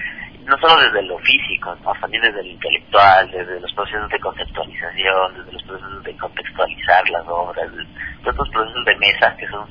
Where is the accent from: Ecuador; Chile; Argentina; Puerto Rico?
Ecuador; que somos los ecuatorianos, nos conocimos hace 2 años.